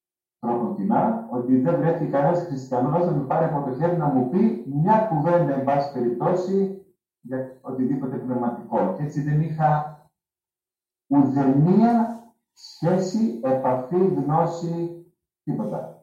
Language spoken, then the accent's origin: Greek; Menemeni, Central Macedonia, Greece; Το μόνο που θυμάμαι από τα παιδικά μου χρόνια ήταν στη Μενεμένη